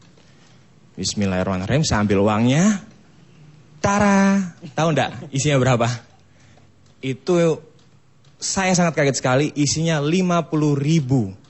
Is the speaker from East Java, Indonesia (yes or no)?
yes; Bangil, East Java, Indonesia; now in Jakarta, Indonesia; Saya hijrah ke Jakarta mulai tahun dari 2004. Saya aslinya dari Bangil, Pasuruan, Jawa Timur.